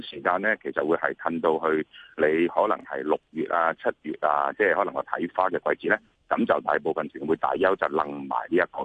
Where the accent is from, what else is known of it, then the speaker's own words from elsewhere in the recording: Hong Kong; 可能我哋香港人咧對於呢啲安全性嘅嘢會較為敏感啲